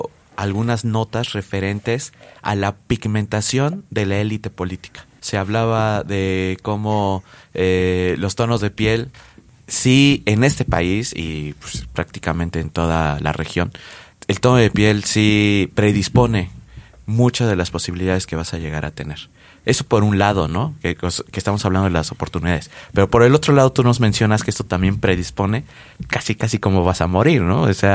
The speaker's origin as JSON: {"language": "Spanish", "country": "Mexico", "said": "nosotros como mexicanos, como habitantes de este extenso y diverso país"}